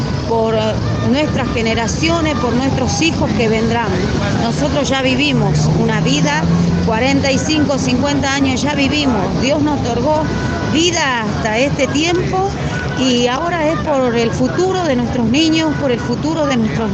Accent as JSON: {"language": "Spanish", "town": "Perico", "region": "Jujuy", "country": "Argentina", "said": "soy de Perico El Pongo, Coyamarca. Bueno, nos encontramos acá en Buenos Aires desde hace 53 días, cumplimos hoy."}